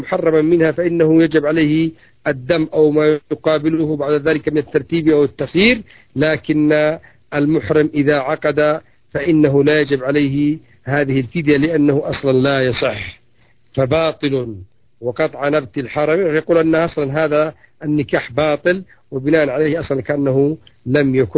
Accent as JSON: {"language": "Arabic", "country": "Yemen", "said": "يسموهم عندنا في اليمن يسموه العرجة"}